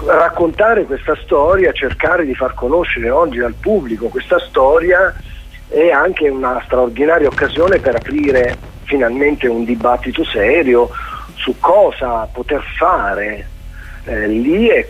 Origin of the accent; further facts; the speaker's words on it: Abruzzo, Italy; L'Abruzzo è una terra estremamente bella, non lo dico solo perché è la mia terra